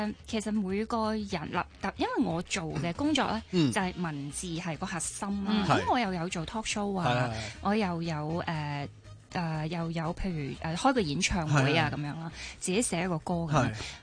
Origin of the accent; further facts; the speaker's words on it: Hong Kong; 我觉得身为香港人，你真系不能即系一定要中意